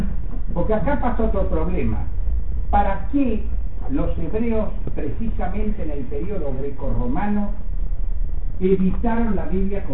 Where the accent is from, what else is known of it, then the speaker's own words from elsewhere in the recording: Argentina; Es como los argentinos somos los que vivimos en la Argentina.